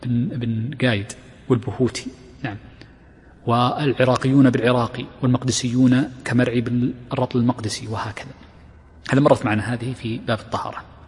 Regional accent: Riyadh Province, Saudi Arabia; accent: Najdi; هذه اللهجة التي عندنا هنا في الرياض ونجد ونحوها

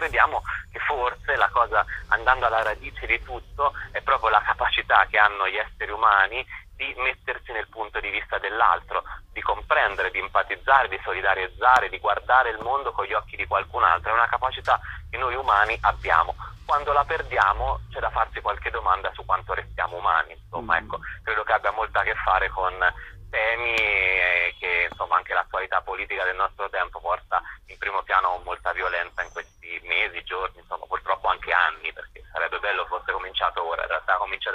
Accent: Sansepolcro, Tuscany, Italy; born there; now in Rome, Italy

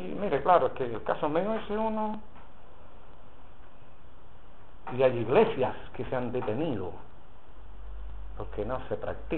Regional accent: Chile; Somos chilenos, ¿no? Y los chilenos somos bien rencorosos, empezando por mí.

